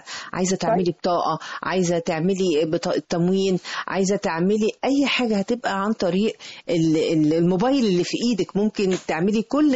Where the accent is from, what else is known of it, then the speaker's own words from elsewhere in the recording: Egypt; بيحزني كثيرا أني أنا في بلدي مصر حبيبتي